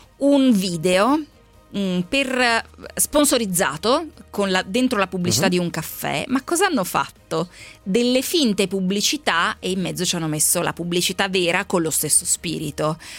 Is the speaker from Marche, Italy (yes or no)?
no; Lombardy, Italy; ma non sono piemontese, sono brianzola.